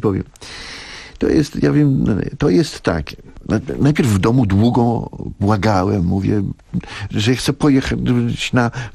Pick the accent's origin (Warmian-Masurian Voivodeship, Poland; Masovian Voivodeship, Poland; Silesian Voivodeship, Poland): Masovian Voivodeship, Poland; ja jestem chłopakiem ze Starówki. Ja to jak sobie teraz to odtwarzam po latach, to przecież na tym Starym Mieście, ja mieszkałem na klatce, u mnie na dole mieszkał Bronisław Linkę. Grafik.